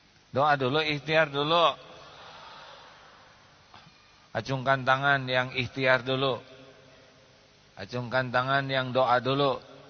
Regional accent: Indonesia; born there; Saya lahir di Indonesia tidak milih.

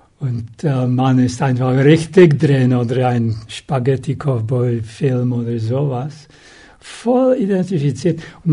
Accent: Czechia; born there; German is a second language; Ich bin in Tschechien geboren.

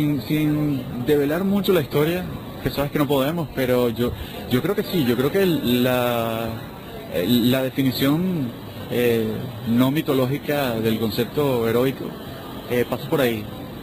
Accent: Caracas, Capital District, Venezuela; tiendo a ser muy citadino, tiendo a ser muy como buen caraqueño

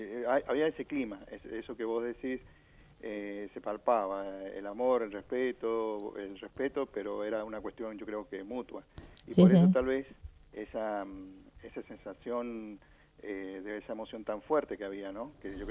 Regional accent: Mendoza, Argentina; el homenaje que le estábamos debiendo nosotros como mendocinos a un mendocino

